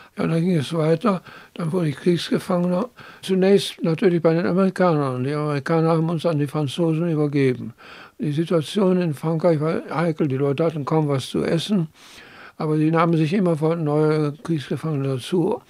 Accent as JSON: {"language": "German", "town": "Münster", "region": "North Rhine-Westphalia", "country": "Germany", "tie": "born or raised there", "said": "Also ich bin im Kreuzviertel der Stadt Münster aufgewachsen, bin geboren am 19. September 1925."}